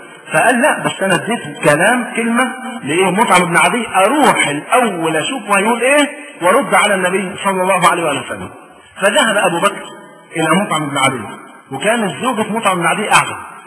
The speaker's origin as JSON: {"language": "Arabic", "country": "Egypt", "said": "والبيئه هي اللي بتحكم، احنا عندنا في مصر"}